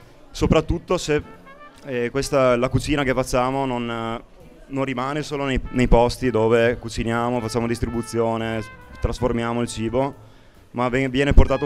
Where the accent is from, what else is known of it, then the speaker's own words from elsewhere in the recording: Padua, Veneto, Italy; Da Padova.